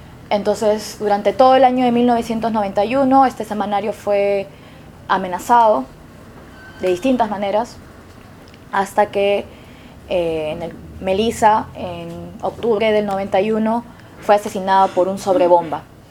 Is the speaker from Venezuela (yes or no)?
no; Lima, Peru; Venimos desde Lima, Perú.